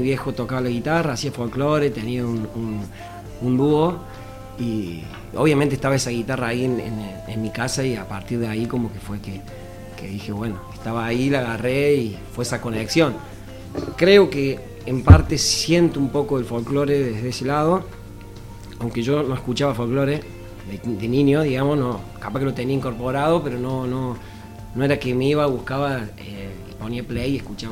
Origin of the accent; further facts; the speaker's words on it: Hernando, Córdoba, Argentina; Yo soy de Hernando.